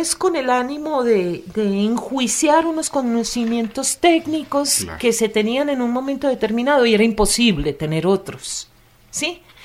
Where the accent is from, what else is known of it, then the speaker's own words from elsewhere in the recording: Antioquia, Colombia; porque yo soy antioqueña